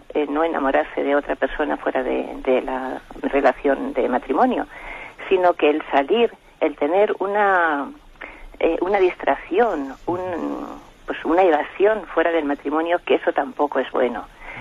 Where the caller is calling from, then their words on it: Madrid, Community of Madrid, Spain; de Madrid.